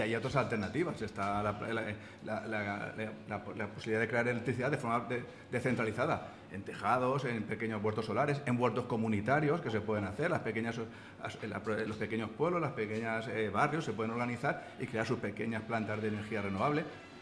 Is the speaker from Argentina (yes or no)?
no; Casas Ibáñez, Castilla-La Mancha, Spain; Yo soy de Casas Ibáñez y tenemos tres proyectos de huertos solares